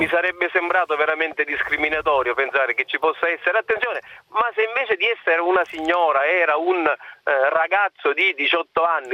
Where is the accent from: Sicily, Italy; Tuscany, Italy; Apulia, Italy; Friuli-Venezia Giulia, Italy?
Sicily, Italy; Scicli; Io sono stato amministratore nel mio paese, che è la città Scicli, dove si gira Montalbano